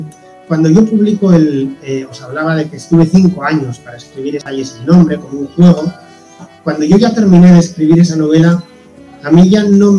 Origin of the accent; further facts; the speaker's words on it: Basque Country, Spain; recorrer los senderos de mi tierra, del País Vasco